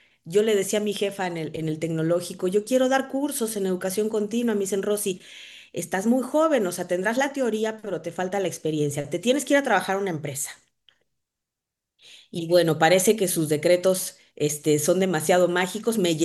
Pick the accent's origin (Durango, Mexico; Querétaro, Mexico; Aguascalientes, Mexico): Querétaro, Mexico; also born or lived in Guadalajara; Mis primeros años de vida los recuerdo en Querétaro, ¿sabes?